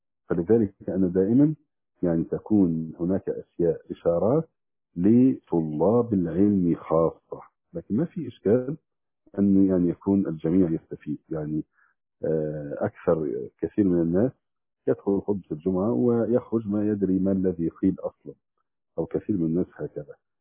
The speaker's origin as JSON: {"language": "Arabic", "region": "Damietta Governorate", "country": "Egypt", "said": "كان معي أخ من فرسكور عندنا في دمياط"}